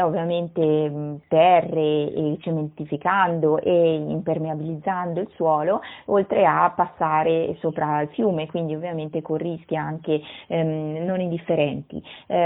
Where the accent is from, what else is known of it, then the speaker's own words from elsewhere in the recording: Faenza, Emilia-Romagna, Italy; e sono di Faenza